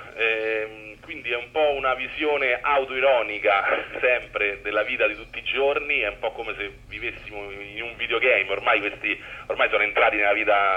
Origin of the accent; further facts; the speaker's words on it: Rome, Lazio, Italy; noi veniamo da Piazzale Flaminio